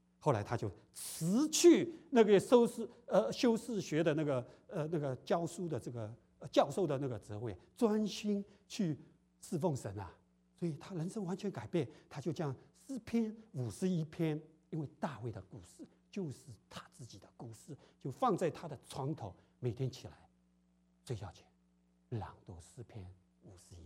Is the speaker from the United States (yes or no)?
no; China; 就有点像我们中国人，不是，好念书啊，好念书，我就好好工作嘛，供应你念书